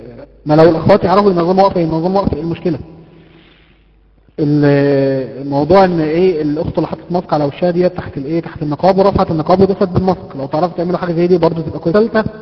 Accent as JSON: {"language": "Arabic", "town": "Mansoura", "region": "Dakahlia", "country": "Egypt", "said": "عندنا في المنصوره"}